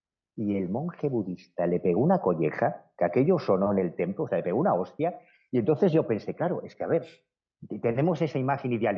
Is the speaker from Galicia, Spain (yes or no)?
yes; A Coruña, Galicia, Spain; yo soy gallego, soy de La Coruña